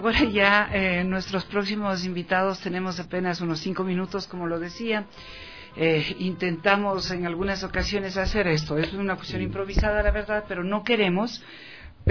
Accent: Ecuador; entonces a mi tierra y cuéntanos, ¿cómo te has sentido?

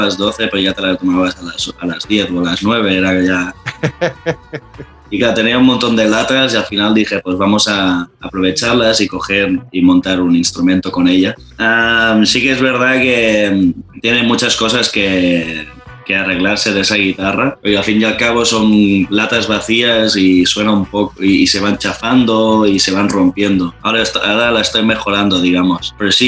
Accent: Barcelona, Catalonia, Spain; porque yo soy de Barcelona y bueno, aquí hablamos catalán y castellano también, ¿no? Pero digamos que la lengua aquí oficial es el catalán.

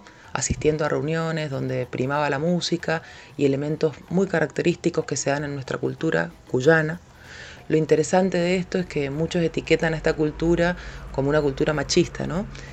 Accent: Mendoza, Argentina; soy mendocina, soy productora audiovisual

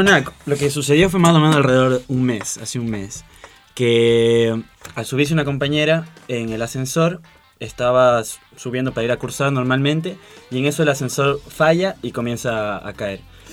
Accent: Ecuador; now in Buenos Aires, Argentina; Yo, por ejemplo, yo vengo del Ecuador y el primer día que llegué acá a Buenos Aires

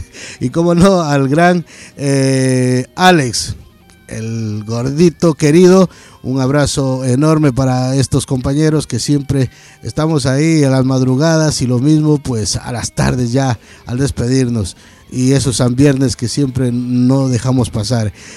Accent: Catamayo, Loja, Ecuador; Igualmente en Ecuador, a mi país, allá en mi ciudad, Catamayo

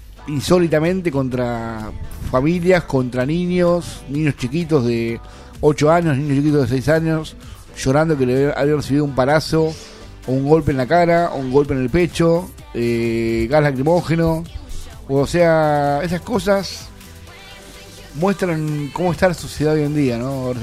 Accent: Quilmes, Buenos Aires Province, Argentina; Bueno, yo fui a la casa del vecino. De ahí nos fuimos caminando hasta el centro de Quilmes.

